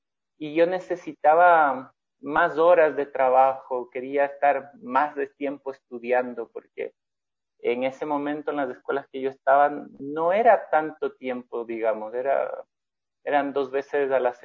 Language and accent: Spanish; Ecuador; yo soy ecuatoriano.